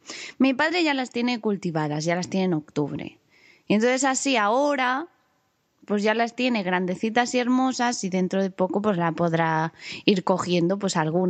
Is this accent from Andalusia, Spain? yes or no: no; Catalonia, Spain; Sí, pero a los catalanes no nos gana nadie de cabezones también